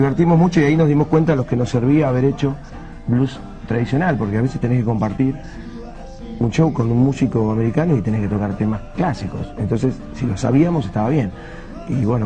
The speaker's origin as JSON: {"language": "Spanish", "country": "Argentina", "said": "No hay manera de salir del ser que uno tiene como argentino, como rioplatense. Es imposible escaparse a eso."}